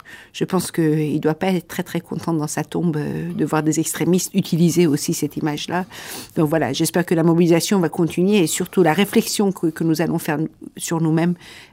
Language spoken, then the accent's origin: French; Iran; French is a second language; now in France; j'ai quitté l'Iran pour venir en France pour les raisons de la liberté d'expression.